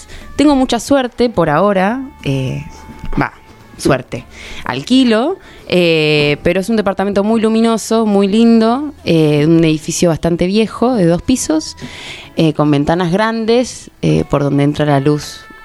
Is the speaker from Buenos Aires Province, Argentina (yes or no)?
yes; San Miguel, Buenos Aires Province, Argentina; No, soy de San Miguel, pero bueno, a Necochea como fui desde la panza.